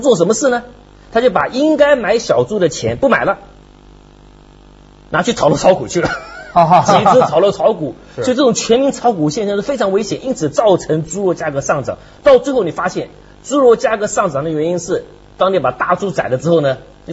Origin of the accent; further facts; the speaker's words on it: China; 那是我们中国人从未经历过的